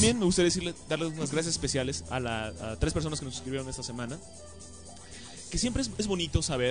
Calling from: Colombia; Soy de Colombia

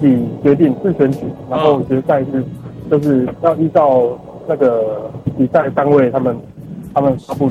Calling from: Taipei, Taiwan; 我是台北的

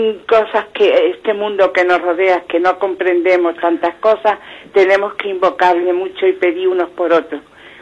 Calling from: Málaga, Andalusia, Spain; llamo de Málaga.

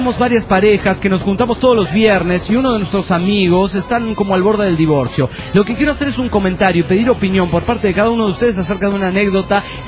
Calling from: La Paz, Bolivia; de La Paz, Bolivia.

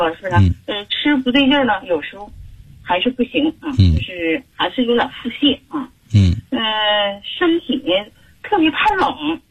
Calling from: Heilongjiang, China; 就是天一冷，我们黑龙江这边呢，气候一变化

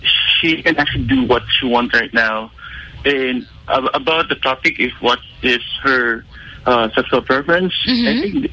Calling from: Davao, Davao Region, Philippines; Hi, I'm from Davao, calling here from Davao.

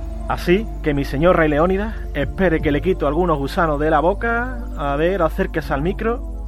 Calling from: Jerez, Andalusia, Spain; de Jerez, y como te prometí en un anterior email, voy a colaborar con tu podcast

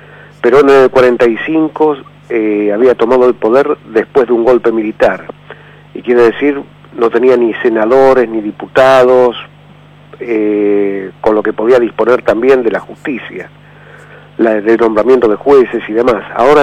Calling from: Barracas, Buenos Aires Province, Argentina; de Barracas.

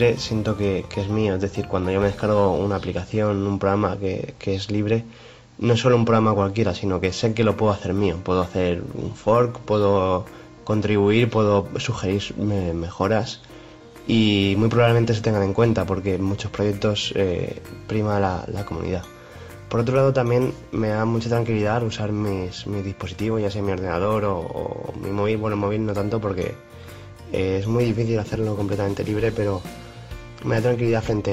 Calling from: Alicante, Valencian Community, Spain; de Alicante.

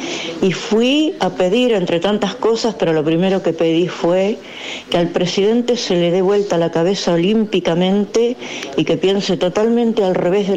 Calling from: San Miguel del Monte, Buenos Aires Province, Argentina; soy de Monte.

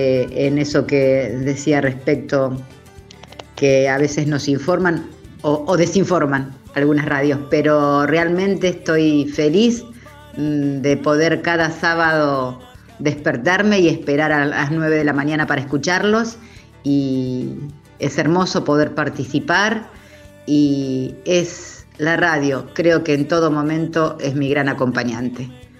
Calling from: Mar del Plata, Buenos Aires Province, Argentina; de Mar del Plata

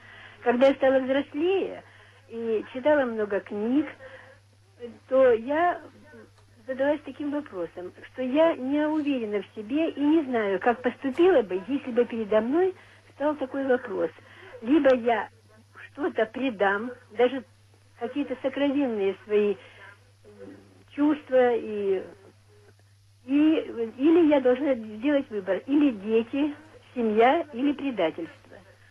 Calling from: Novocherkassk, Rostov Oblast, Russia; я вам звоню из Новочеркасска.

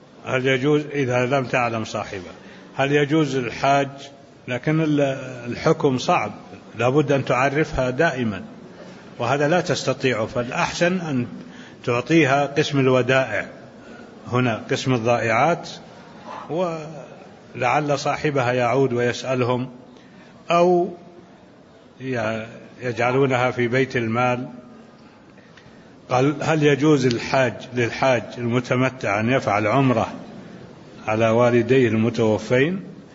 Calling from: Jordan; وعليكم السلام ورحمة الله وبركاته، أنا من الأردن

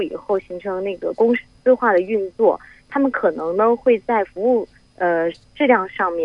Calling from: Shenzhen, Guangdong, China; 我是从深圳打过来的。

